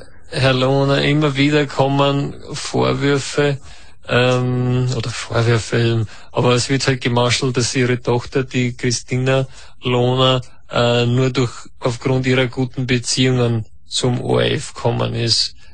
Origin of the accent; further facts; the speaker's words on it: Austria; Bei uns in Österreich sagt man ja Tischler.